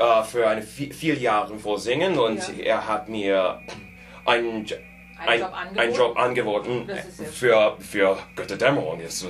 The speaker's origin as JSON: {"language": "German", "region": "New Jersey", "country": "United States", "second_language": "German", "said": "Nein, ich bin aus New Jersey."}